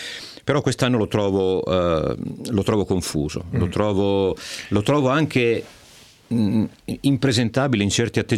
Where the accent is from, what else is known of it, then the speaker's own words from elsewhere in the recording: Emilia-Romagna, Italy; io romagnolo.